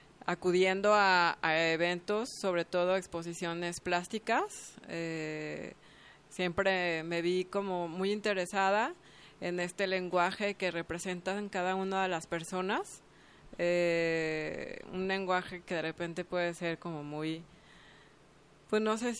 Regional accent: San Luis Potosí, Mexico; born there; now in Guadalajara, Mexico; yo nací en San Luis Potosí, en la Huasteca

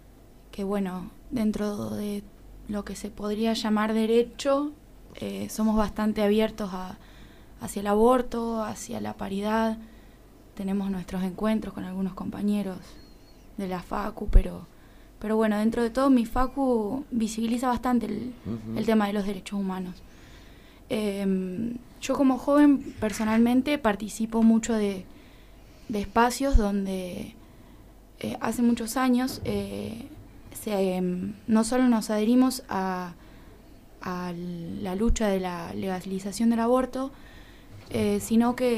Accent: Castex, La Pampa, Argentina; Yo personalmente tengo historia con el aborto en mi pueblo, yo soy de Castex

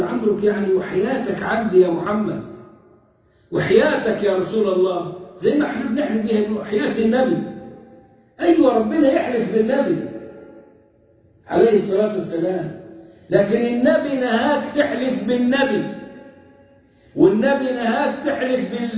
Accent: Egypt; أما إحنا كمصريين فمفتاح كلامنا

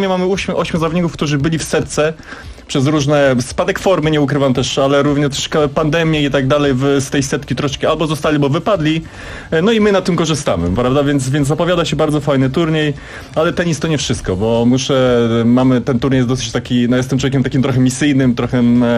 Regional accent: Warsaw, Masovian Voivodeship, Poland; Jestem z Warszawy, więc dla mnie to jest dosyć wygodne

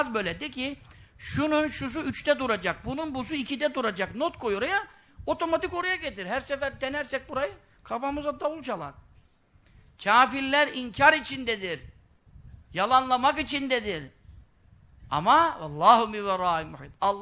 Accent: Görele, Giresun, Turkey; now in Istanbul, Turkey; Şimdi benim oturduğum yerde Görele Mahallesi şeyde. Beykoz'da zaten de Göreleliyim. Mahalle de oraya düştüm.

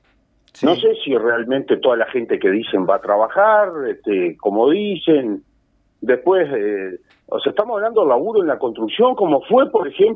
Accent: Paso de los Toros, Tacuarembó, Uruguay; also born or lived in Montevideo; Bueno, yo vivo cerca, ¿no? Muy cerca. Sí. Soy de acá, soy nacido en Montevideo, pero me crié en este pueblo toda la vida. Después, bueno, anduve por ahí, por esos lares, con el tema estudios y eso, pero vivo acá, muy cerca de Paso de los Toros.

